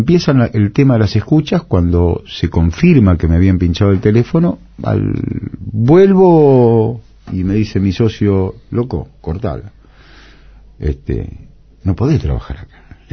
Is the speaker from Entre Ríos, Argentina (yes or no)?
no; Buenos Aires, Argentina; yo nací en Corrientes y Pringles.